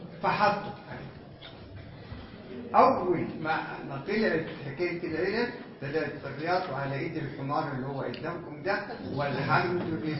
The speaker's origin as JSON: {"language": "Arabic", "country": "Egypt", "said": "اصلا احنا ما كمصريين ما كانوش يعبرونا"}